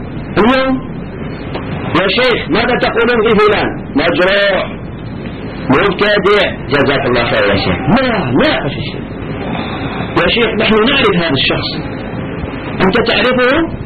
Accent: Algeria; هنا عندنا في الجزائر خاصة في بلادنا انتشر عند كثير من الشباب

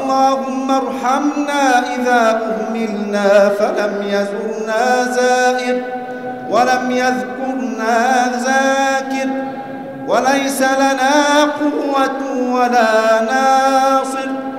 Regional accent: Egypt; اللهم احفظ بلدنا مصر

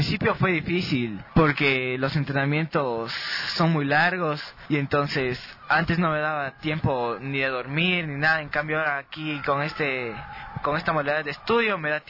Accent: Quito, Pichincha, Ecuador; Sí, nací en Quito, mi mamá vivió un tiempo en Guayas, pero todos somos quiteños.

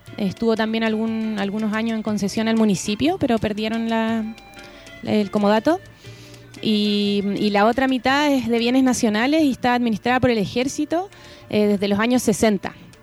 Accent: Valparaíso, Chile; todos quienes somos parte de Valparaíso.

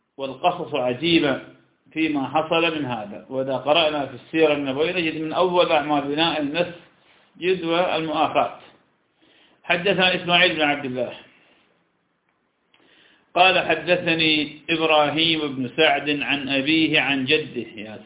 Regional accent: Iraq; فلم عندنا في العراق الكوبيسيون يأكلونه كثيرا.

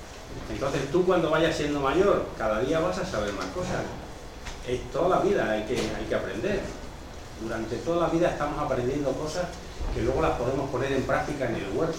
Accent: Santa Bárbara, Extremadura, Spain; yo soy de la zona de La Vera, de Santa Bárbara

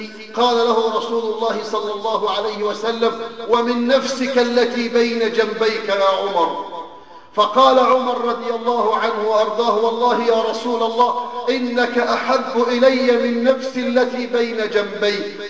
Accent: Egypt; أيها الأحباب، بلدنا مصر تمر بمرحلة

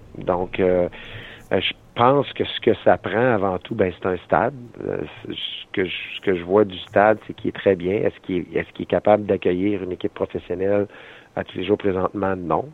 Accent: Quebec, Canada; moi je viens de l'Abitibi, là, donc okay. Je suis pas originaire d'ici, puis encore moins du Saguenay.

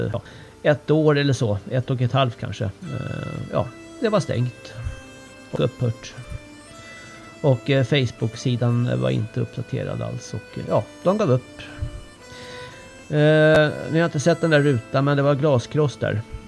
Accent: Stockholm, Stockholm County, Sweden; Nu kommer jag från Stockholm här, så att det finns inte mycket här uppe alls.

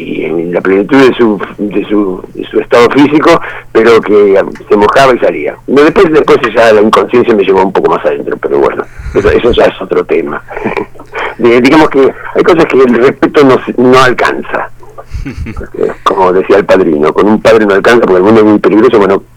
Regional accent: Villa Gesell, Buenos Aires Province, Argentina; había pasado por mi pueblo, la pena era que yo había nacido 5 minutos antes, 5 minutos más tarde, o bueno, en fin, tenía 7 años cuando todo eso pasaba.

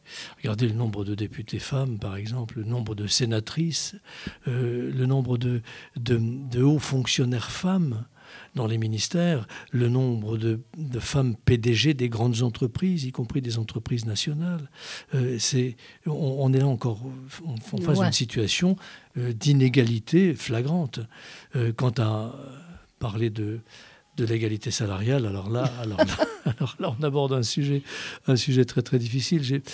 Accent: Igné, Grand Est, France; Que je suis Vosgien, oui, que je suis né à Igné, à côté d'Épinal, et que je suis toujours dans ce secteur, que je suis très enraciné dans notre pays

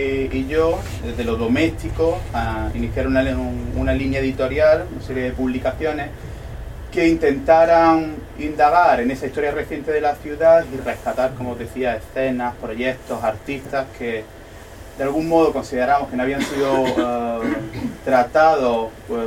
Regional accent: Loja, Andalusia, Spain; escribo un texto maravilloso sobre mi pueblo, y yo lo que quiero es publicar un texto sobre mi pueblo, somos así de chauvinistas ambos sobre Loja.

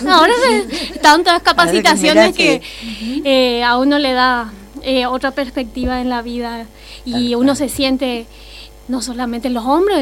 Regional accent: Paraguay; moved away as an adult; Primero soy extranjera, soy de Paraguay, acá vecino país. Vine enamorada.

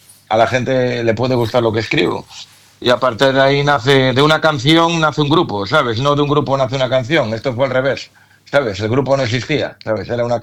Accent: A Coruña, Galicia, Spain; Igual en Madrid también, si nosotros somos de Coruña, es difícil que metamos gente en una sala

